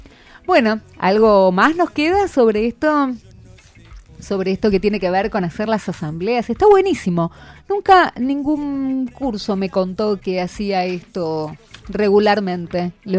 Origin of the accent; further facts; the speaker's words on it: Valentín Alsina, Buenos Aires Province, Argentina; yo soy de Valentín Alsina, de la vereda de enfrente de Pompeya. Ah. O sea, yo vivo cerca de ustedes.